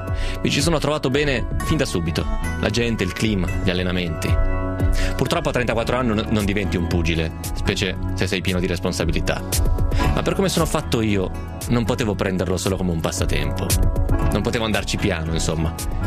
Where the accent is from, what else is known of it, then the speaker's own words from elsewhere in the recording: Piedmont, Italy; sono piemontese. Anzi, peggio, sono monferrino. Siamo teste dure, che difficilmente cambiano idea.